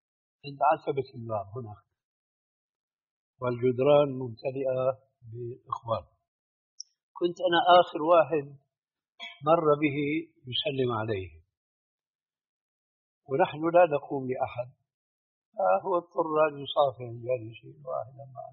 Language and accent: Arabic; Syria; ساكن هناك في الجبل في جبل قاسمون عندنا في سوريا